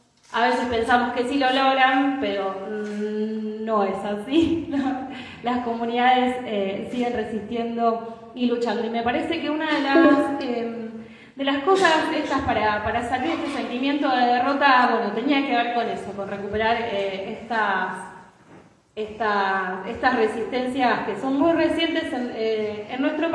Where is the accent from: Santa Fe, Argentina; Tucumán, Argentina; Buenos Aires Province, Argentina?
Santa Fe, Argentina; Rosario; Yo vengo de la ciudad de Rosario